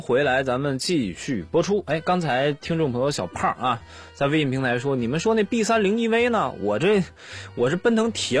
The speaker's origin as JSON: {"language": "Chinese", "region": "Northeast China", "country": "China", "said": "我们东北那儿经常，我车有一回就说什么打不着火了"}